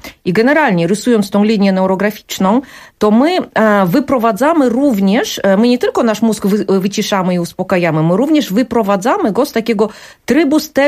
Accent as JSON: {"language": "Polish", "country": "South Korea", "said": "Ja jako rodowita Koranka przerobiłam to powiedzenie właśnie na ten swój koreański sposób."}